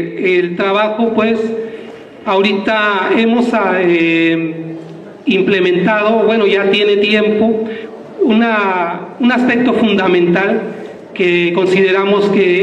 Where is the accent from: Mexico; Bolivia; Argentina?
Mexico; Nezahualcóyotl, State of Mexico; Nosotros venimos de Ciudad Nezahualcóyotl